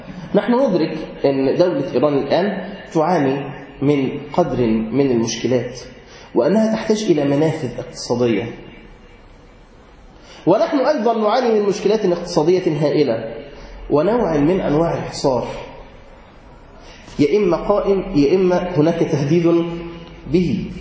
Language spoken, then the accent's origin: Arabic; Egypt; إحنا نعرف عندنا في مصر السياحة الدينية بتروح مكان واحد